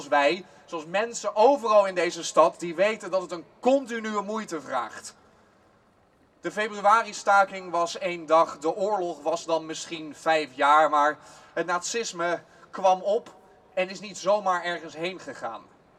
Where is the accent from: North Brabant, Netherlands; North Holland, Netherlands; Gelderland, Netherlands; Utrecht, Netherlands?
North Holland, Netherlands; Amsterdam; Ik sta hier bovenal als Amsterdammer.